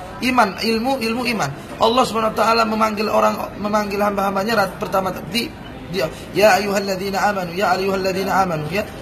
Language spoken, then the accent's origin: Indonesian; Medan, North Sumatra, Indonesia; Saya orang Medan, Sumatera Utara, Deli Serdang, Melayu Deli.